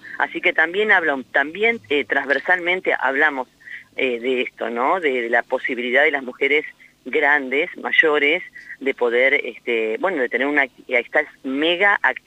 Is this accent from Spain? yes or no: no; Pehuenco, Buenos Aires, Argentina; Somos tres mujeres de Pehuenco, una de Dorrego y otra de Río Negro, de Choile.